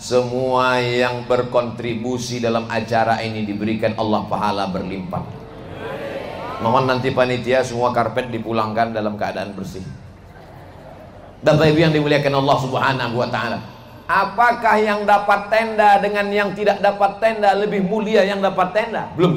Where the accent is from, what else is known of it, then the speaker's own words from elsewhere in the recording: Sumatra, Indonesia; Saya ini dari Pulau Sumatera. Dari Pulau Sumatera ini manggil paman itu manggilnya tulang.